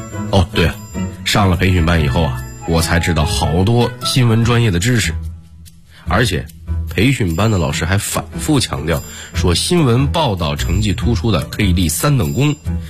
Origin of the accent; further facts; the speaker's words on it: North China, China; moved away as an adult; 我是北方平原长大，到温州当了兵以后，才真是第一次见识到沿海台风的威力。